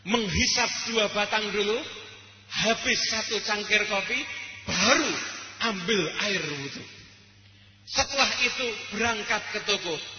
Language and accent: Indonesian; Surakarta, Central Java, Indonesia; Saya sebagai warga Solo, ya saya juga pernah hidup ada di luar kota dan juga pernah mondok di tempat di luar kota